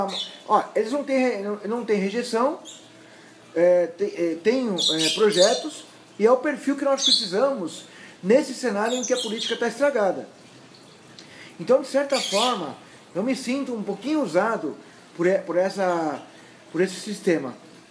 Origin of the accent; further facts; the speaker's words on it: Santos, São Paulo, Brazil; sou nascido em Santos, no Canal 2, na Beneficência Portuguesa, joguei muita bola no Poço 2, falo tu, falo mango, dois palitos